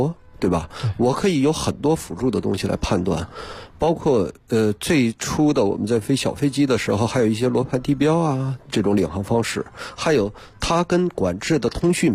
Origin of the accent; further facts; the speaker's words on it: Harbin, Heilongjiang, China; 我是哈尔滨人。